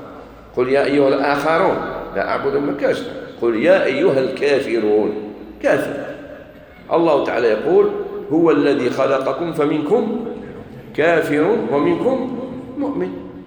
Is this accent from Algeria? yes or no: yes; Algeria; احنا عندنا في الجزائر الحمد لله من البكري جدودنا